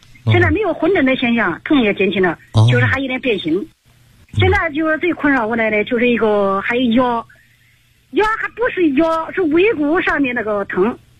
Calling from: Hefei, Anhui, China; 我来自安徽合肥

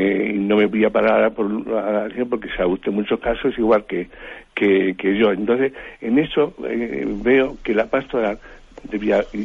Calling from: Madrid, Community of Madrid, Spain; de Madrid.

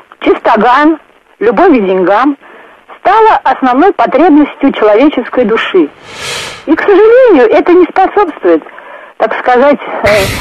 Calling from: Samara, Samara Oblast, Russia; Я из Самары. Слушаю нашу передачу.

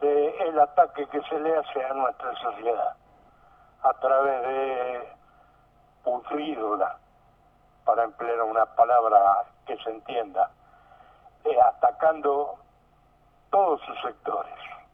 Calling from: Villa del Parque, Buenos Aires, Argentina; soy de Villa del Parque.

